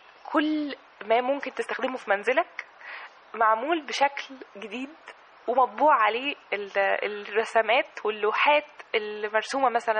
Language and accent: Arabic; Egypt; إحنا محتاجين الفنانين التشكيليين وفنانين العمارة عندنا في مصر